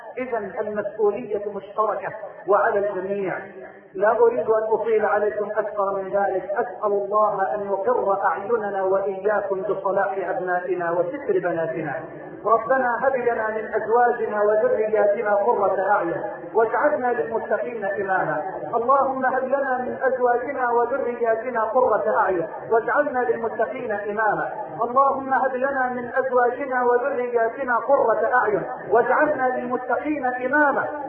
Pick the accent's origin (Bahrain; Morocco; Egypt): Egypt; اللهم اجعل بلدنا مصر واحدا للامن والامان